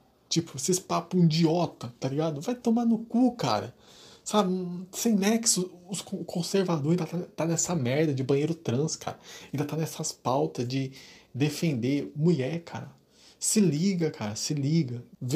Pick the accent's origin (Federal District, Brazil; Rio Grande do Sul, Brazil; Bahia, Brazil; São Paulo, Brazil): São Paulo, Brazil; Eu sou de São Paulo.